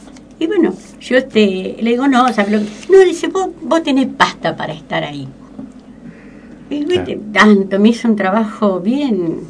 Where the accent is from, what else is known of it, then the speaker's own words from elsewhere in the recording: Rosario, Santa Fe, Argentina; porque yo soy de Rosario. Ajá. Provincia de Santa Fe, ciudad grande, que bueno, hablamos rápido, sí. Todo hacemos rápido